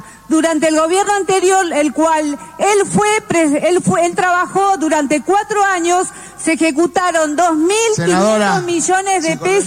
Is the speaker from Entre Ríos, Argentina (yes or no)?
no; Tierra del Fuego, Argentina; Somos miles los fueguinos y fueguinas que sentimos, senadora, el abandono nacional.